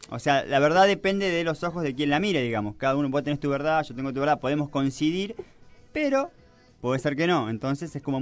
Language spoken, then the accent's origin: Spanish; Argentina; como todo argentino, siempre hay que negociar